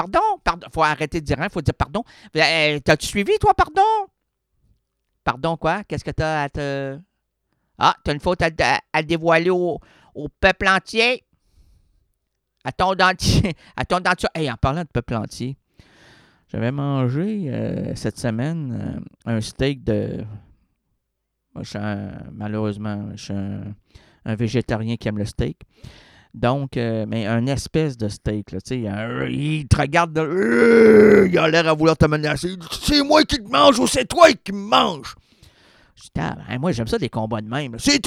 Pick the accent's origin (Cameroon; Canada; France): Canada; Quebec; parce que moi, j'ai un clavier francophone. Je suis québécois.